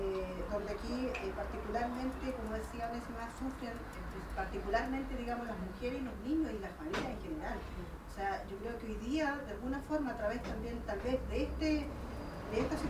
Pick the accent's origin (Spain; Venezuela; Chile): Chile; Temuco, Araucanía; yo soy de Temuco también, del territorio de Guadalmapo